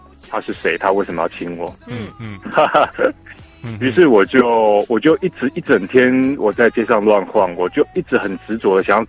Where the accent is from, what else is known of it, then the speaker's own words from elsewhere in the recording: Taiwan; 我是台湾来的。